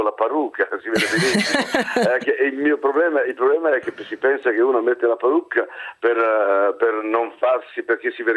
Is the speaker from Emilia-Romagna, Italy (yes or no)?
yes; Emilia-Romagna, Italy; No, ma che io sono un romagnolo tocchi e la mia dizione non è assolutamente non perfetta.